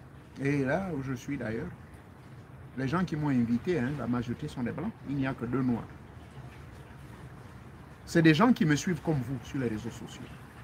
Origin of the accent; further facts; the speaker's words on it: Gabon; moved away; Je suis né au Gabon. Je suis fier d'être Gabonais.